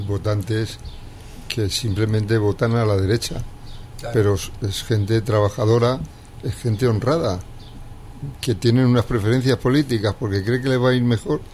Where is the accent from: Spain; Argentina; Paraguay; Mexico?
Spain; soy más español que tú.